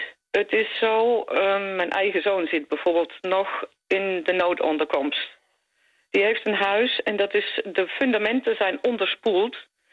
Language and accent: Dutch; Netherlands; Ik ben zelf Nederlandse, dus ik weet wat er gebeurt met water.